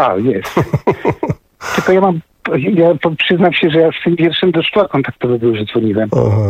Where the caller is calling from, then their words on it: Zgierz, Łódź Voivodeship, Poland; Pozdrawiam ze Zgierza.